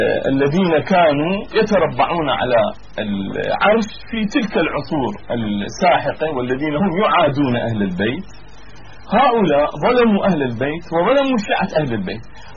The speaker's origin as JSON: {"language": "Arabic", "country": "Iraq", "said": "بس كما عندنا في العراق دائما"}